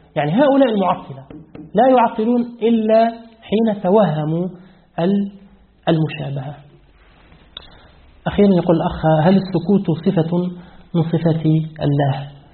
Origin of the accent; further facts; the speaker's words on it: Tunisia; لأن الثلث الأخير عندنا في تونس يبدأ من الساعة الثانية ليلة،